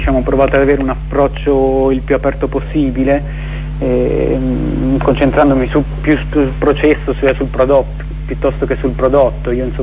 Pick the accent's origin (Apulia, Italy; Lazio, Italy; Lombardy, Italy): Apulia, Italy; io sì, essendo pugliese